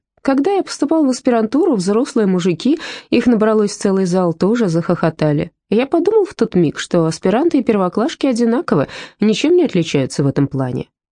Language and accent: Russian; Ural, Russia; У меня не было комплекса на церемонии вручения премии в Москве, что я с Урала